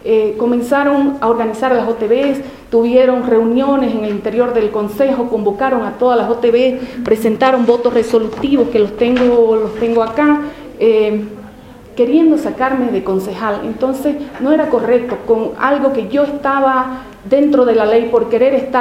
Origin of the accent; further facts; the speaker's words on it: San Ignacio de Velasco, Santa Cruz, Bolivia; Yo soy del municipio de San Ignacio de Velasco, queda a 500 kilómetros de Santa Cruz.